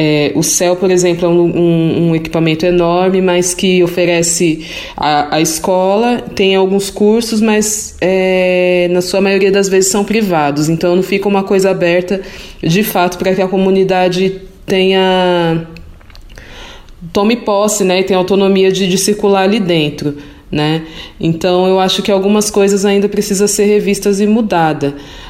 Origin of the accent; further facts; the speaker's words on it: Pirituba, São Paulo, Brazil; sou moradora de Pirituba, cresci, nasci em Pirituba, então foi uma infância, uma adolescência sem apoio desses equipamentos, né?